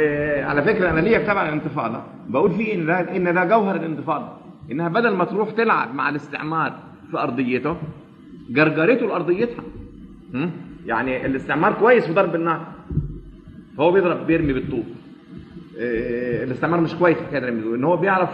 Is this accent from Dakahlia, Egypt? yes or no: no; Alexandria, Alexandria Governorate, Egypt; وأنا يعني من نشأت في مدينة الإسكندرية قبل أن تنحط وتصبح مدينة حديثة